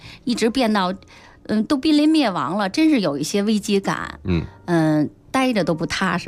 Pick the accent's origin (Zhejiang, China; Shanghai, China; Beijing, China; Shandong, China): Beijing, China; born or raised there